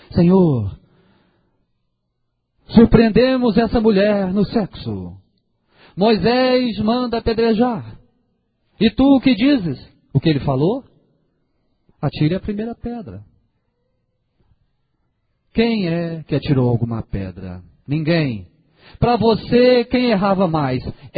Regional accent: Minas Gerais, Brazil; Nós, como mineiro, né, a gente sempre fala trem, né? Para nós tudo é trem, né?

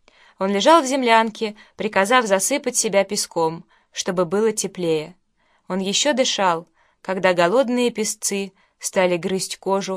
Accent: Krasnoyarsk, Krasnoyarsk Krai, Russia; Лично я, как красноярец, должен еще непременно упомянуть, к сведению жителей нашего города

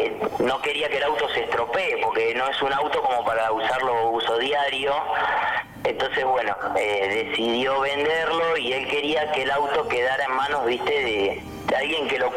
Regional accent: Bahía Blanca, Buenos Aires Province, Argentina; Yo soy de Ingeniero Guay, la parte del puerto de Bahía Blanca.

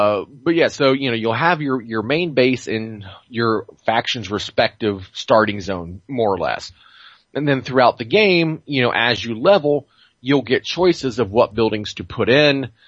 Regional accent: Boston, Massachusetts, United States; accent: Boston; my Boston accent comes out sounding more English than Boston

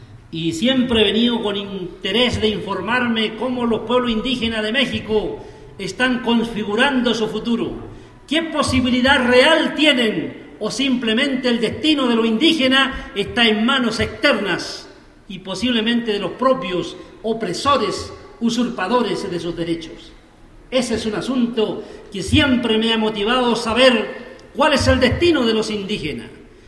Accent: Chile; Y yo vengo del lado del Estado chileno.

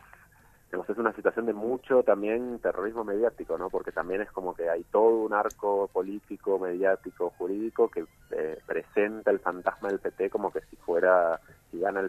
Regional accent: Argentina; moved away as an adult; now in Brazil; soy argentino, pero vivo hace cinco años en Brasil

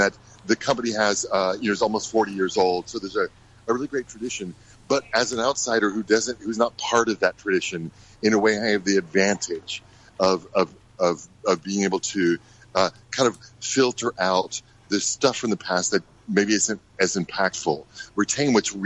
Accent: United States; born there; also born or lived in Bahamas / Texas / Africa; I was the first one born in the United States after the revolution. My parents left.

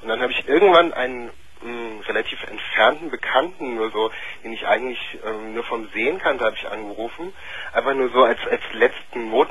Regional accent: Germany; Ich bin Deutscher, ja.

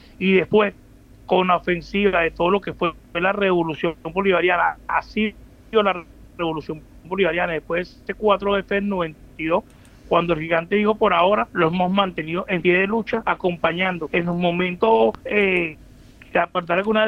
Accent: Caracas, Capital District, Venezuela; Soy aquí el 23 de enero

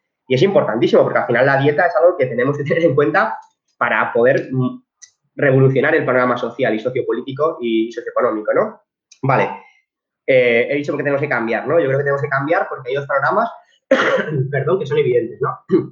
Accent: Community of Madrid, Spain; pero los que somos madrileños, pues sabemos lo que es la extrema derecha auténtica

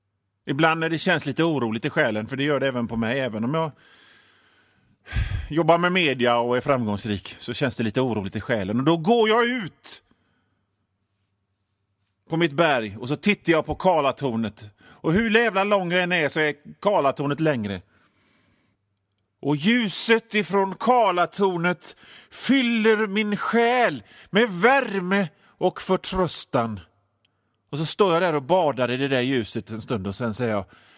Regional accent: Gothenburg, Västra Götaland County, Sweden; För att ni hör ju det på mitt sätt att prata, min dialekt. Jag är från Göteborg, jag bor i Göteborg. Jag bor i ett område som heter Masthugget. Och Masthugget ligger på en höjd.

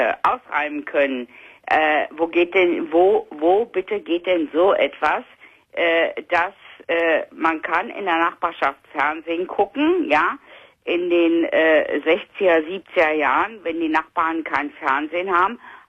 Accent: Rhineland-Palatinate, Germany; ich komme aus Rheinland-Pfalz

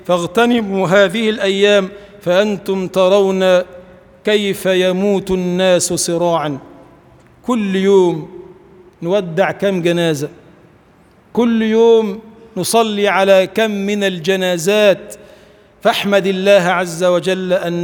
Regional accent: Egypt; اللهم اجعل بلدنا مصر بلداً آمناً مطمئناً سخاءً رخاءً، وسائر بلاد المسلمين.

